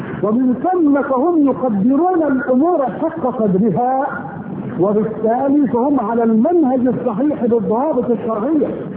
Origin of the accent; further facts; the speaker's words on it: Egypt; في بلدنا مصر مثلا هانت بلدنا على الله